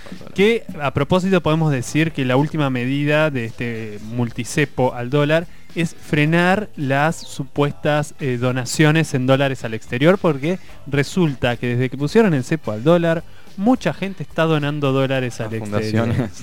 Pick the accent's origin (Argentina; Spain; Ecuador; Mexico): Argentina; Azul, Buenos Aires Province; En Azul, que es mi ciudad natal